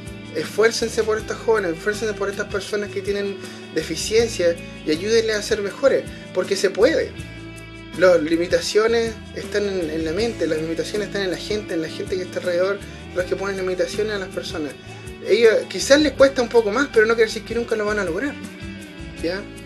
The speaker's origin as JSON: {"language": "Spanish", "country": "Chile", "said": "yo sé que en mi país, en Chile, no sé por qué razón nos importa tanto lo que piensan los gringos."}